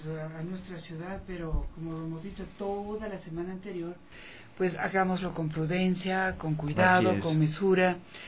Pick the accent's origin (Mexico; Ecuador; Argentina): Ecuador; Quito, Pichincha; como somos los quiteños